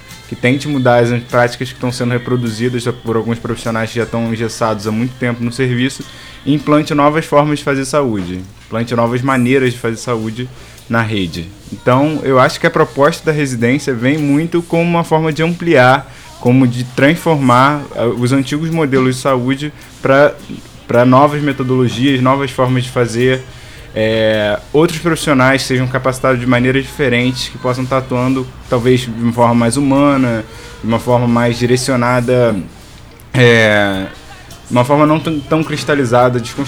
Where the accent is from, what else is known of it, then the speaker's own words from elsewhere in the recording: Rio de Janeiro, Brazil; a gente vem do Rio de Janeiro, né? Eu venho do Rio de Janeiro, sou carioca.